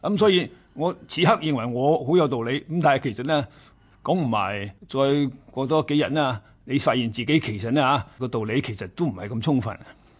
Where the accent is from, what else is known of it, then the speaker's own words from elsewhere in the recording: China; 呢、這个就系我哋中国人所谓嘅。择善嘅意思啦